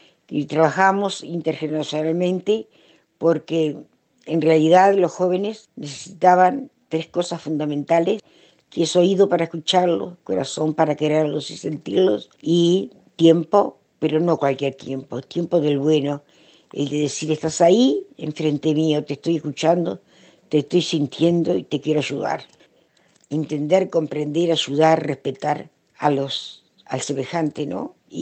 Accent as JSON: {"language": "Spanish", "region": "Montevideo", "country": "Uruguay", "said": "Me sentí plena, feliz y orgullosa de haber dicho que soy de Casavalle."}